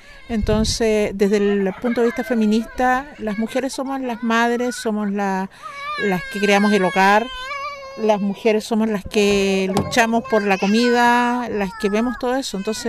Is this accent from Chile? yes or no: yes; San Fernando, O'Higgins, Chile; soy de San Fernando, de la sexta región, O'Higgins, provincia de Colchagua. San Fernando es la capital de la provincia de Colchagua.